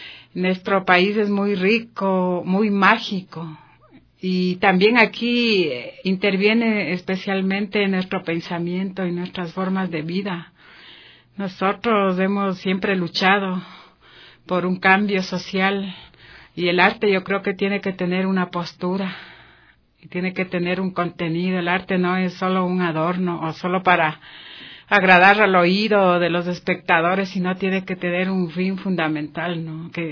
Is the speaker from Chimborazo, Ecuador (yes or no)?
no; Quito, Pichincha, Ecuador; Entonces yo soy de Quito